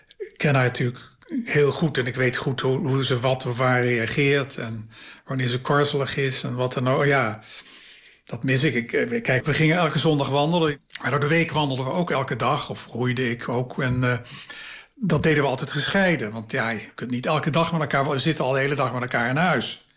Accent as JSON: {"language": "Dutch", "town": "Maastricht", "region": "Limburg", "country": "Netherlands", "said": "de provinciestad waar ik vandaan kom, Maastricht, was altijd heel sterk, een standensamenleving."}